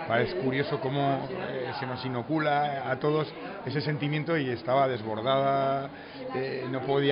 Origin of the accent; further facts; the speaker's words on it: Navarre, Spain; lo leales que somos las navarras y los navarros a las tradiciones